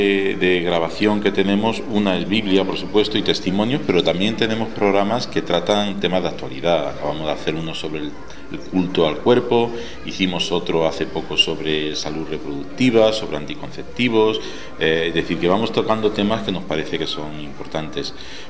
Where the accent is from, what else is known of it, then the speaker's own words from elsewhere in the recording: Úbeda, Andalusia, Spain; mi infancia, nacido y criado en Úbeda, en la provincia de Jaén, y todavía le tengo mucho cariño a mi tierra